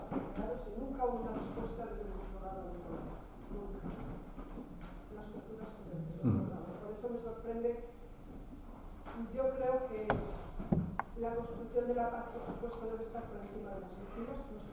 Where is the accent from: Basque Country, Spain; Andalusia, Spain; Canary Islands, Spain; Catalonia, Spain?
Basque Country, Spain; Mondragón; Yo crecí en Mondragón, cuna de muchas etapas